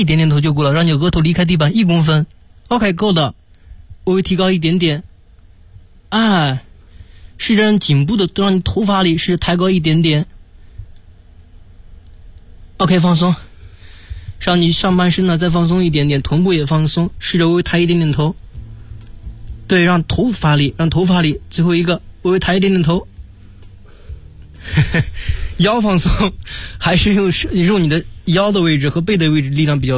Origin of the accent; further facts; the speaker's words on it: China; 因为我们中国人的身体，就比如说你的身体和我的身体，咱们都不同